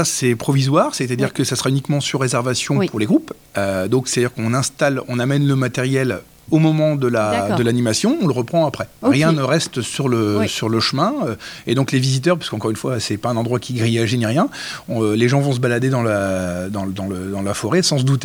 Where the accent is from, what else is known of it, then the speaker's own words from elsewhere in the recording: Hauts-de-France, France; moved away; je ne suis pas natif des Vosges. Oui. Et moi, quand je suis arrivé, je viens du Nord Pas-de-Calais.